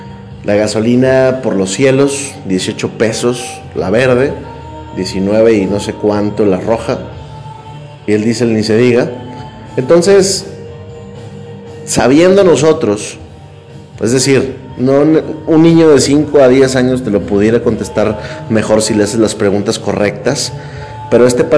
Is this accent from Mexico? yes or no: yes; Mexico; Lo digo con mucha pena, porque soy mexicano